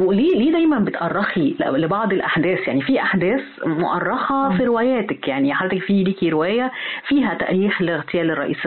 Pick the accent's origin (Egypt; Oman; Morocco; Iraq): Egypt; طب انت شايفة احنا فين كمصريين